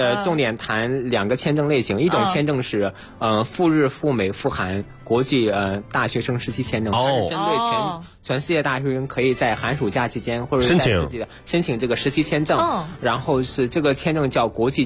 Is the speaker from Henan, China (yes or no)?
yes; Henan, China; 我来自于中国功夫之乡少林寺，我们家是在地图上是中国的中心。